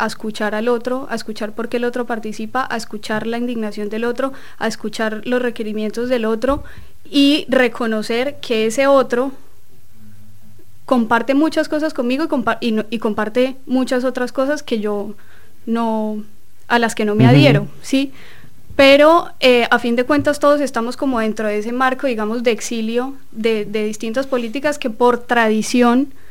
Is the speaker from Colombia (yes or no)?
yes; Colombia; now in Argentina; siendo colombianos, somos muchos los colombianos que estamos acá en Argentina